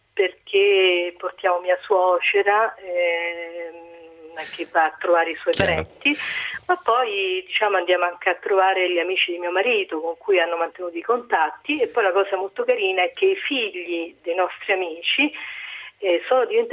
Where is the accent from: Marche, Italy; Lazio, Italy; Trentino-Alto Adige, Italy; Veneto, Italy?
Lazio, Italy; Torrita Tiberina; Il mio paese, quello della mia infanzia, si chiama Torita Tiberina.